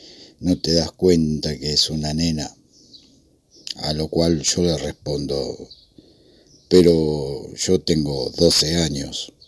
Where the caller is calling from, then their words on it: Lanús, Buenos Aires Province, Argentina; de Lanús.